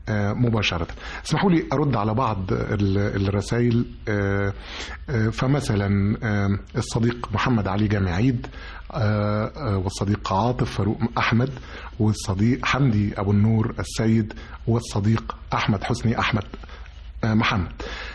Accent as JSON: {"language": "Arabic", "country": "Egypt", "said": "انا مصري زيك وبحب بلدي جدا ومنتملها جدا"}